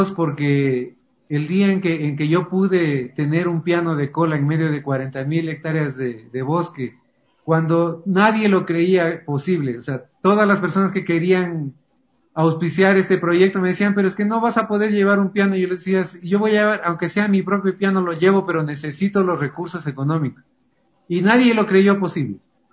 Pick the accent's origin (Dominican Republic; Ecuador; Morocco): Ecuador; siempre tratando de con orgullo decir, soy ecuatoriano y qué lindo este pasillo